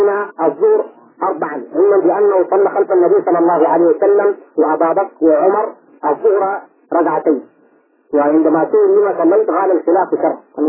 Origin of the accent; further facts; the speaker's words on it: Sudan; عندنا في السودان